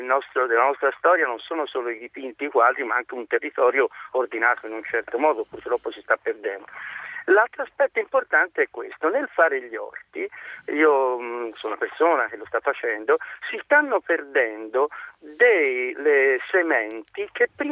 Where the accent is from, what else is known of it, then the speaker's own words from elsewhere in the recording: Tuscany, Italy; E mi permetto, io sono toscano